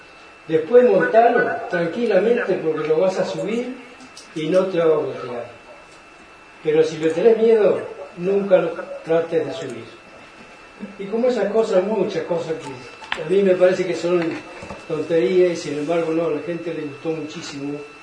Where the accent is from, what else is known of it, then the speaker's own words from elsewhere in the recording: Juan José Paso, Buenos Aires Province, Argentina; Yo soy de Juan José Paso, partido de Cobajó.